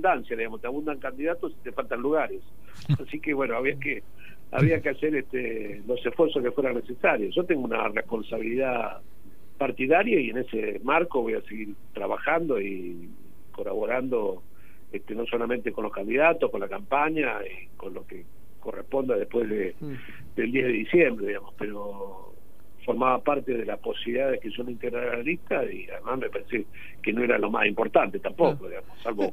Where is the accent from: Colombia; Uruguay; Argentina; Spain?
Argentina; Tandil, Buenos Aires Province; y yo soy de Tandil